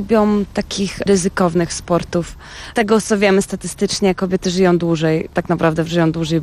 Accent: Toruń, Kuyavian-Pomeranian Voivodeship, Poland; a że jestem z Torunia i u nas żużel jest dosyć modny

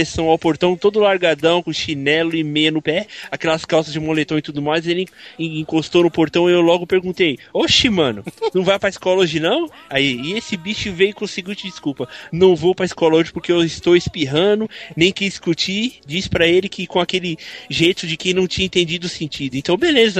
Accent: São Paulo, Brazil; Ele é de São Paulo aqui, da minha terra.

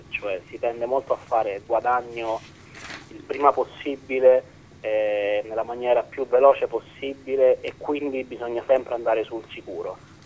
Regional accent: Rome, Lazio, Italy; Quindi siamo di Roma, si sente che siamo di Roma perché comunque siamo cresciuti qui, abbiamo respirato quest'aria

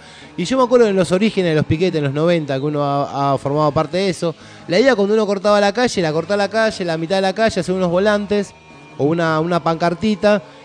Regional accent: Argentina; me parece que es momento que nosotros como argentinos y argentinas, ¿no?

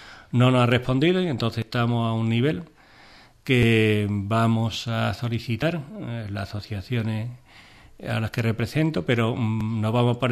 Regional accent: Ubrique, Andalusia, Spain; Porque estamos en Ubrique, somos de Ubrique

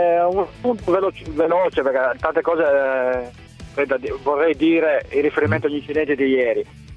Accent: Turin, Piedmont, Italy; born there; Io ho frequentato la curva della Juve, sono nato a Torino

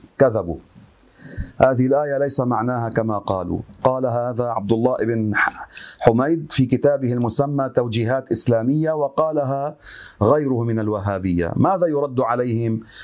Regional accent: Beqaa, Lebanon; هذه حصلت عندنا في لبنان في البقاع

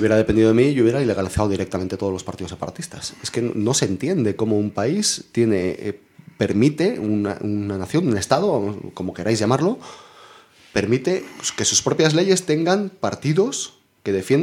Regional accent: Spain; Somos españoles a mucha honra.

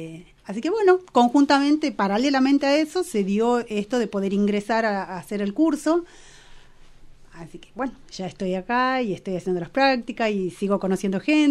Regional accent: Tucumán, Argentina; now in Bariloche, Argentina; soy de Tucumán también, estoy nuevita acá en la zona.

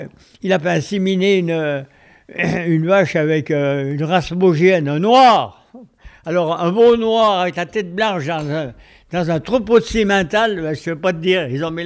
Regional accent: Grésin, Auvergne-Rhône-Alpes, France; En 38, parce que je suis né à Grésin, je suis grésinier, avec mon frère on est né à Grésin, et on est grésinier d'adoption, commune de Léa, et j'ai commencé d'aller à l'école à 4 ans à Grésin

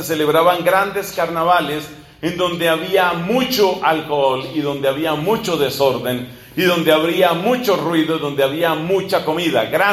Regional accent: Colombia; eso también sucedió en mi país, en Colombia

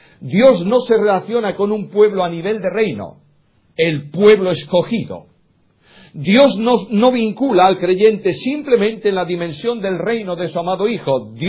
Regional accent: Galicia, Spain; Yo soy, bueno, primero gallego. Yo soy gallego y además español. Vivo en España y mi ciudadanía es española.

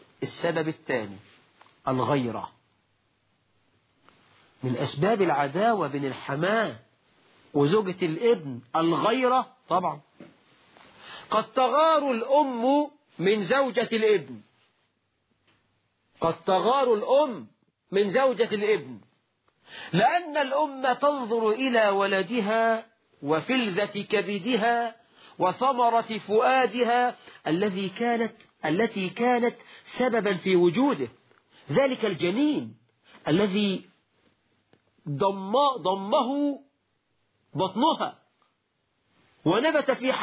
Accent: Egypt; ده مثل عندنا في مصر. يقولك ربي خيبة للغيبة، ده مثل برضو مصري.

